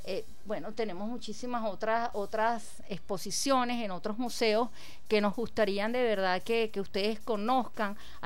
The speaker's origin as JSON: {"language": "Spanish", "country": "Venezuela", "said": "Y entonces ahora es sentir ese orgullo, soy venezolano"}